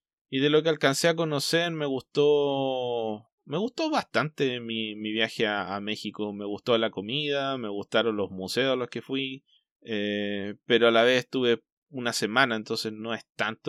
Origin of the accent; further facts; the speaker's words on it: Chile; born there; me gusta Chile porque es el lugar donde nací